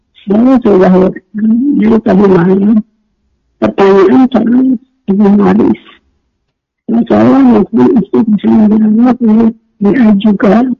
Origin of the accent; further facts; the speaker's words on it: Jakarta, Indonesia; Saya dari Jakarta.